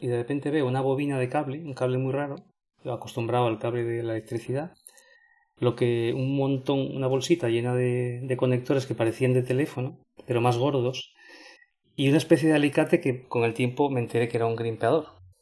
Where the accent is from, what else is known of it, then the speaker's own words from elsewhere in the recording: Asturias, Spain; moved away as an adult; now in Valencian Community, Spain; Soy asturiano, pero como no había trabajo, me vine aquí a la Comunidad Valenciana